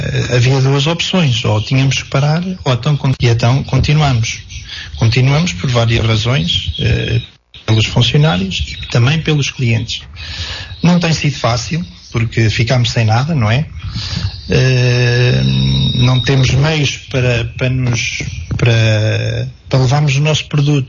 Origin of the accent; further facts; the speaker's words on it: Portugal; nós não somos portugueses de terceira. Os nossos governantes têm que ver que nós precisamos de soluções rápidas.